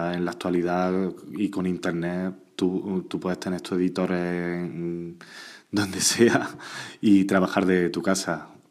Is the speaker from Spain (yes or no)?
yes; Andújar, Andalusia, Spain; now in Benalmádena, Spain; Yo soy de Andújar, una ciudad de Jaén, pero no vivo allí, yo vivo en Málaga, más concretamente en Benalmádena.